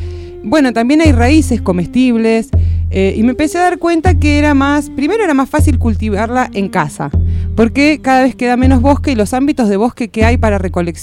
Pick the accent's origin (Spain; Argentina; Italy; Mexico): Argentina; Buenos Aires; born there; now in Córdoba, Argentina; yo vivo en Córdoba hace 10, porque nací en Buenos Aires. Cuando yo me vine, como mucha gente, buscando un cambio de estilo de vida